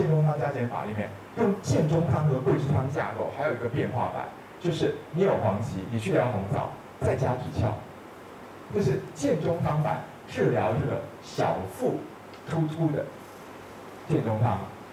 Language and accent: Chinese; Taiwan; 耷拉是你们大陆人讲法，我们台湾人说耷而已。